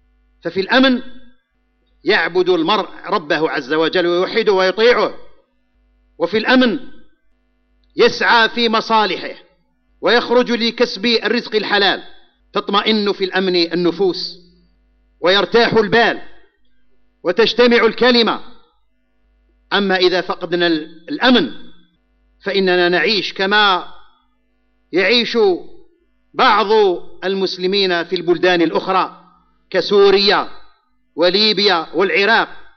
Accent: Algeria; فنحمد الله على ما نحن فيه في بلدنا الجزائر من الأمن والإيمان والاستقرار

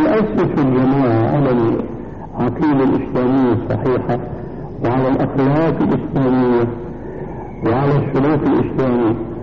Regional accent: Syria; كما يقولون عندنا في الشام

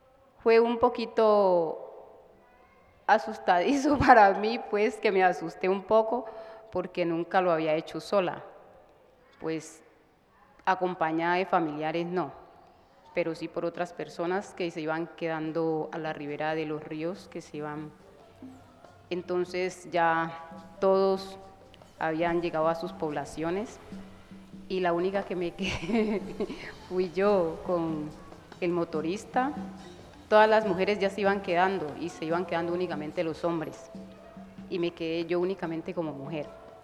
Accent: Chocó, Colombia; Yo soy del litoral del San Juan. Océano Pacífico. Yo soy, creo que ya soy la única oceánica aquí

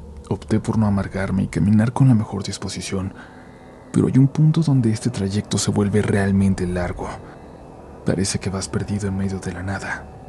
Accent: Iztapalapa, Mexico City, Mexico; Yo soy oriundo de Iztapalapa, para ser más preciso, de la zona del Cerro de la Estrella

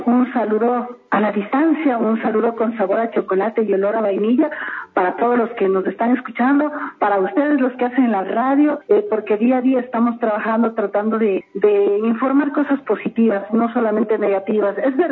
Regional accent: Ecuador; Así somos los ecuatorianos, así somos en el mundo

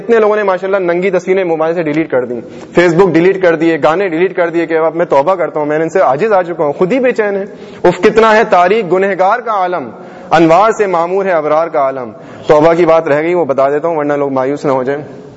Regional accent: Hyderabad, Sindh, Pakistan; born there; moved away; also born or lived in Jeddah; حیدرآباد میں میرا ہزاروں کا خاندان میں حیدرآباد میں پیدا ہوا ہوں اس کے بعد پھر امی ابو جدہ چلے گئے تھے مکہ شریف لے گئے تھے مجھے

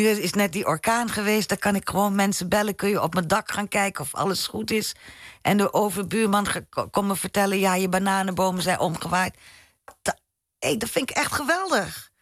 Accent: Suriname; Maar je krijgt toch dingen mee van thuis. Weet je, het zit hem in een grapje of sowieso de soort humor die we hebben als Surinamers.

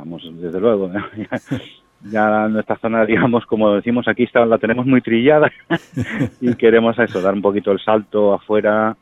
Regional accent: Chiclana, Andalusia, Spain; nosotros somos de Chiclana

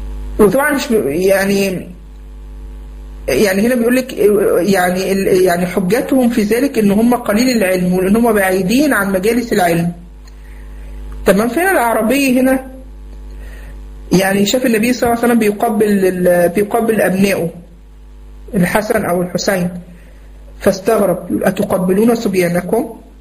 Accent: Egypt; فكه مثلا عندنا في مصر

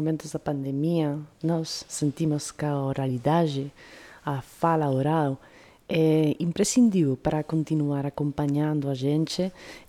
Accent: Spain; Portuguese is a second language; Eu que sou espanhola, não sei que aqui como é a festa junina, né?

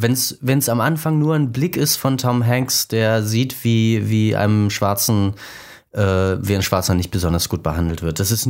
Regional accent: Germany; ich als Deutscher, der ich eigentlich keine Ahnung habe

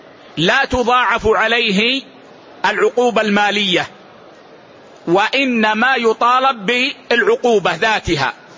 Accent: Saudi Arabia; يعني مثلا اليوم عندنا في السعودية

